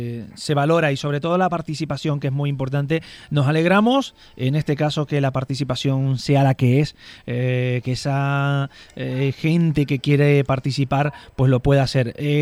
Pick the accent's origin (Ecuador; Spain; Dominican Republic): Spain; Canary Islands; soy canario exactamente de Tenerife.